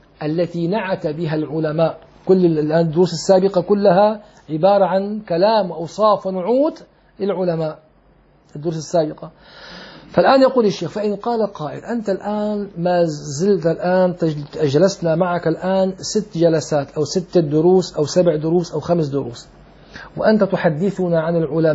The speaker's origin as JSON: {"language": "Arabic", "town": "Damascus", "region": "Damascus Governorate", "country": "Syria", "said": "أنا كان عمري تقريبا 18 سنة، دخلت إلى مسجد عندنا في دمشق"}